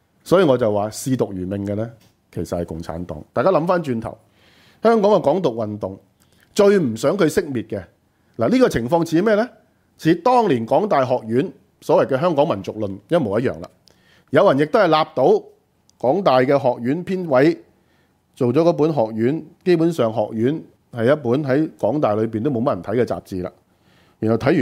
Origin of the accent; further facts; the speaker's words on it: China; 但我們中國人歷史當然不會寫這決啦